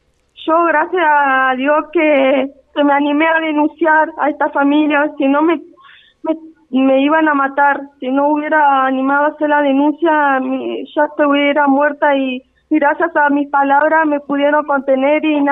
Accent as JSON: {"language": "Spanish", "region": "Buenos Aires", "country": "Argentina", "said": "Yo soy de Buenos Aires también, así que le mando un fuerte abrazo a ellos y a toda la gente."}